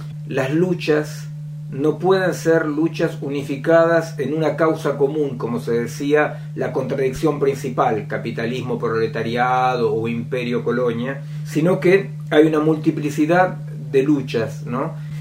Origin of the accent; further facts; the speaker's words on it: Argentina; soy argentino.